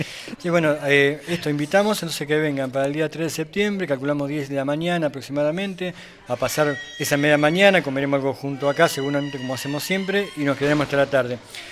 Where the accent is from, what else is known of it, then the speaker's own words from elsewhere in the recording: Mar del Plata, Buenos Aires Province, Argentina; Ah, vengo desde el mar, Mar del Plata.